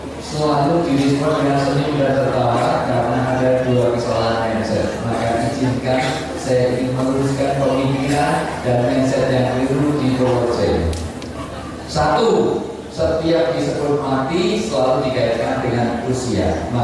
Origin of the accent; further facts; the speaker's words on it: Yogyakarta, Special Region of Yogyakarta, Indonesia; saya berikan yang kuat dulu, karena saya orang Jogja.